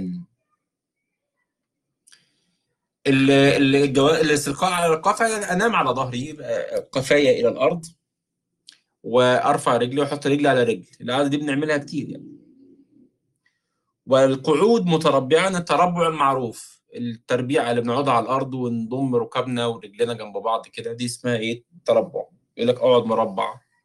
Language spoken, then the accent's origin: Arabic; Egypt; زي ما يسموه بقى عندنا في مصر، بنسميه شال يعني.